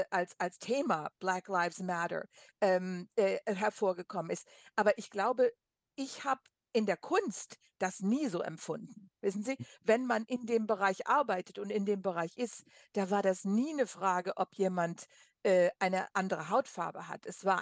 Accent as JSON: {"language": "German", "country": "Germany", "moved": "yes", "lives_now": "United States", "said": "Und das hat mich damals als Deutsche, die da hinkam, ich gedacht, wunderbar."}